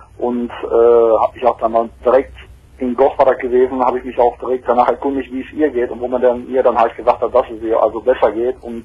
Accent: Geldern, North Rhine-Westphalia, Germany; da in Geldern, wo ich herkomme

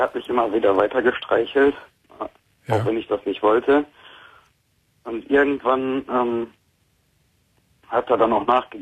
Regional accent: Dortmund, North Rhine-Westphalia, Germany; also ich muss sagen, ich komme aus Dortmund

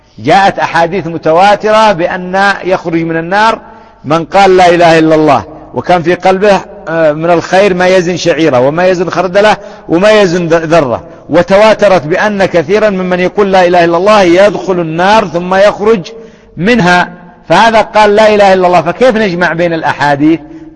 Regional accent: Yemen; أضرب لكم مثال، عندنا في اليمن يعني مثال تقريبي

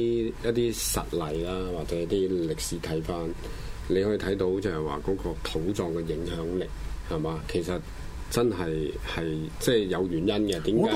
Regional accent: China; 其實自古以嚟人，尤其是我哋中國人就話入土為安啊嘛。

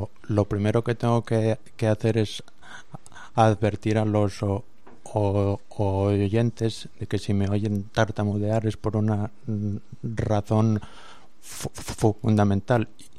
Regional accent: Asturias, Spain; allí por mi tierra, por Asturias

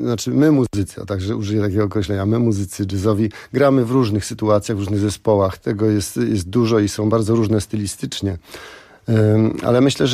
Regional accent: Sopot, Pomeranian Voivodeship, Poland; Ja jestem w ogóle Sopocianinem, urodzonym zresztą w Sopocie.

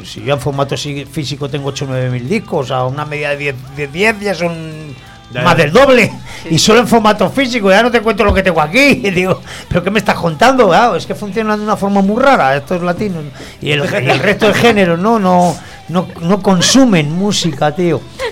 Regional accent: Catalonia, Spain; Ya no es el tema de que seamos chagarras porque somos catalanes ni

